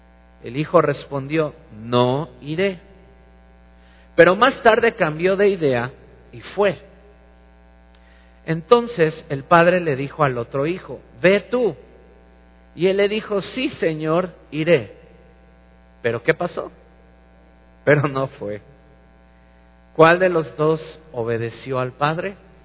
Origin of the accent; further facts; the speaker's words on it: Mexico; Somos curiositos los mexicanos.